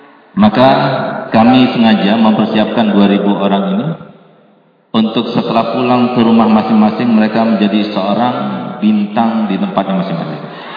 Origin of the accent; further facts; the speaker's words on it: Aceh, Indonesia; walaupun saya orang Aceh, tapi saya tidak mau dikatakan orang desa.